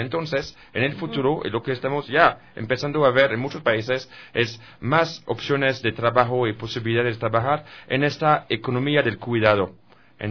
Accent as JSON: {"language": "Spanish", "country": "France", "second_language": "Spanish", "said": "es el caso en mi país también, en mi país que es Francia también"}